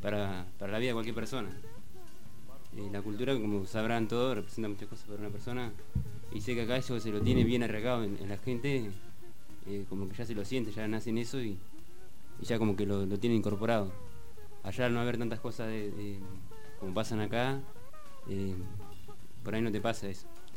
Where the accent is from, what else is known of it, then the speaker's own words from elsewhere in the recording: La Madrid, Tucumán, Argentina; yo soy de La Madrid, el viaje que hemos hecho para acá, para La Plata